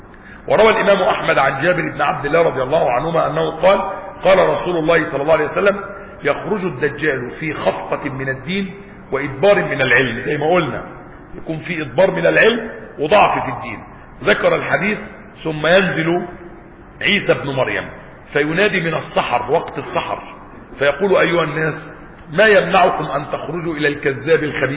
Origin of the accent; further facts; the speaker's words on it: Egypt; وحتى عندنا في مصر وبلادنا يقول لك ولاد اصول، يعني احنا ناس ولاد اصل